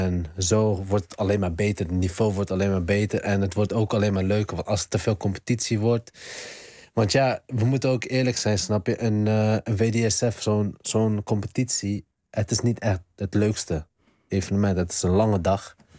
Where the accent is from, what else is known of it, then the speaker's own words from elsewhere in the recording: Netherlands; Natuurlijk, ik ben opgegroeid in Nederland. En Nederland heeft mij ook gemaakt voor wie ik ben.